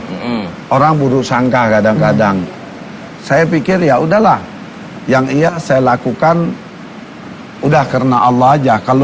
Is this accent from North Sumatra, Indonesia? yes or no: yes; Medan, North Sumatra, Indonesia; Ada yang Ambon, ada yang Bangka, saya dari Medan.